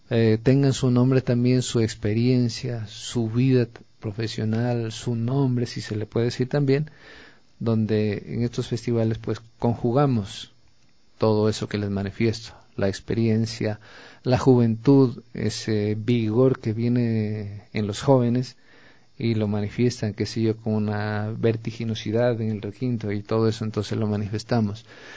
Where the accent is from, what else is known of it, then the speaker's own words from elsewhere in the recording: Ecuador; de todos los que somos ecuatorianos.